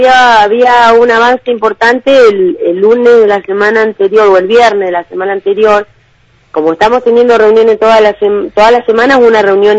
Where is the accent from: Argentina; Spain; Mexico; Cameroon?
Argentina; Viedma, Río Negro; todos los que somos de Viedma, histórico de acá de Viedma